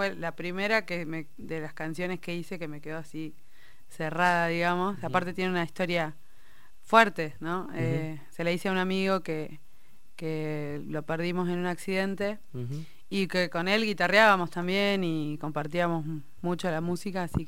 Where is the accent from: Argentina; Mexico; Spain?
Argentina; Comodoro Rivadavia, Chubut; now in La Plata, Argentina; Bueno, yo soy de Comodoro Rivadavia, provincia del Chubut.